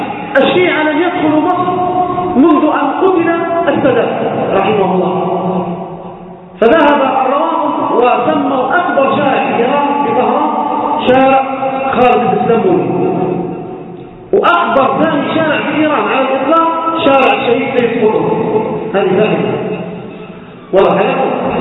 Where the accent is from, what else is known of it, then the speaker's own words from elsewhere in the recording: Libya; في بلدنا ليبيا والإسقاط طرابلس كما حصل أيام طويلة